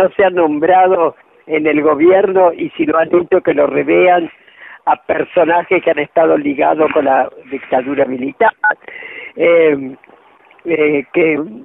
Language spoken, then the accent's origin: Spanish; Argentina; todos los que estamos acá somos argentinos